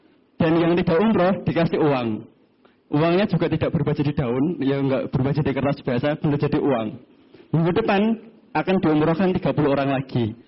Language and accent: Indonesian; Purwodadi, Central Java, Indonesia; now in Surakarta, Indonesia; Di desa, sekarang saya domisili di Solo, tapi yeah, rumah saya aslinya Purwodadi.